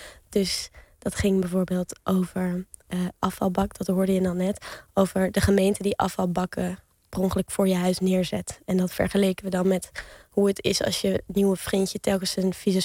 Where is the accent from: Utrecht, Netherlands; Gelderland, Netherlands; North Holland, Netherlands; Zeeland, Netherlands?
North Holland, Netherlands; Amsterdam; ik kom uit het centrum van Amsterdam, bij de Nieuwmarkt. En daar had ik een zolderkamertje.